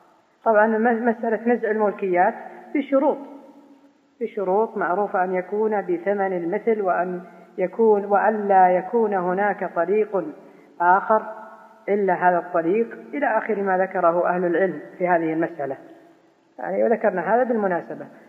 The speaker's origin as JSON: {"language": "Arabic", "region": "Najd", "country": "Saudi Arabia", "said": "يسمونها عندنا في نجد يكاسر"}